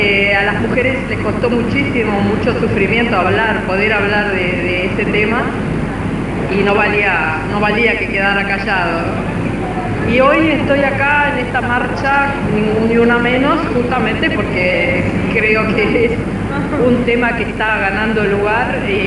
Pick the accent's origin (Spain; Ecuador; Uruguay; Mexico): Uruguay; soy uruguaya